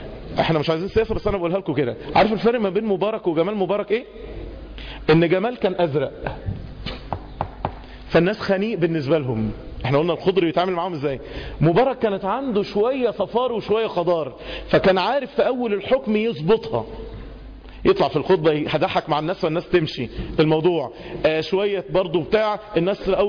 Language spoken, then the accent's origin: Arabic; Egypt; خدوا بالكوا احنا كمصريين، احنا كمصريين يشيع جدا عشان احنا شعوب شرقية